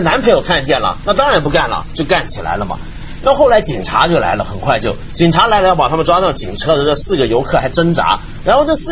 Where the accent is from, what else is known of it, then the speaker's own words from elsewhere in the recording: Hong Kong; Chinese is a second language; 因为本来呢我们香港人给人问这句话就问习惯了，香港人老给人问这种，你还是中国人吗？